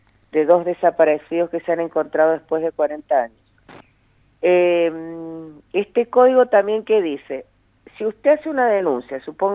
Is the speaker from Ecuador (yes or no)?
no; Tunuyán, Mendoza, Argentina; yo que soy de Tunuyán, sí.